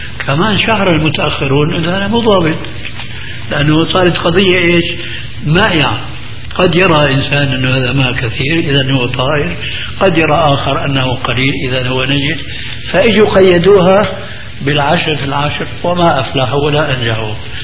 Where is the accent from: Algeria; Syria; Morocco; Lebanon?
Syria; والله يمكن فقيه مثل كان عندنا في الشام المفتي الذي قبل هذا